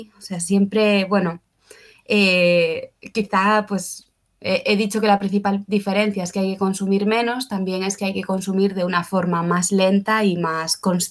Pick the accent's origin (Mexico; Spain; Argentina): Spain; Galicia; now in Barcelona, Spain; Soy de Galicia, soy de una aldea, pero llevo ya unos cuantos años viviendo en Barcelona.